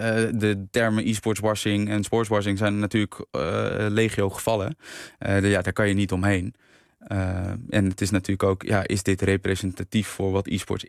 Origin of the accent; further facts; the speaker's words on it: Netherlands; Want zeker in Nederlander, en dan spreek ik even als Nederlander